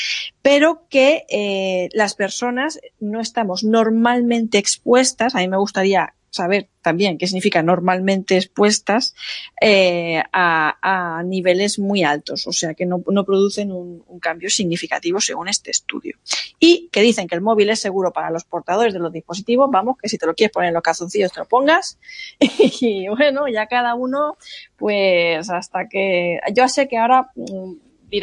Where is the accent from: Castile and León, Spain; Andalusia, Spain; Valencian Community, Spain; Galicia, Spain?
Valencian Community, Spain; Alicante; Menos mal que llevaba unas chanclas como buena alicantina